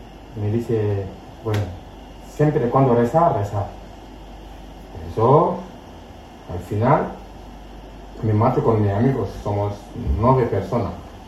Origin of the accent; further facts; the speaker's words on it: Senegal; Spanish is a second language; Soy de Senegal, la vida mal con mi familia, luego paso, soy soldador de barcos.